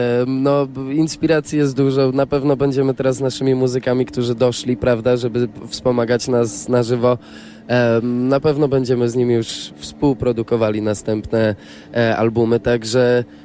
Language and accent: Polish; Katowice, Silesian Voivodeship, Poland; born there; ja urodziłem się w Katowicach, to dla mnie dzisiaj było coś a la homecoming